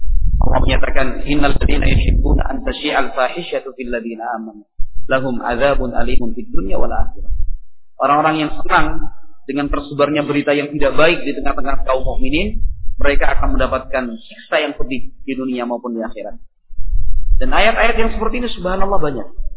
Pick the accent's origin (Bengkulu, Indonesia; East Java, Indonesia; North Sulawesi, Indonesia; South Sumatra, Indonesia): East Java, Indonesia; Madura; Saya juga ini orang Madura di sementara.